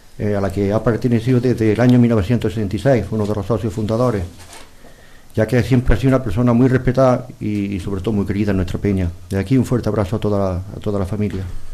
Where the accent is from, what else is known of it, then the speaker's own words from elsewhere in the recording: Bailén, Andalusia, Spain; esta noche vuelan por mi patria chica de Bailén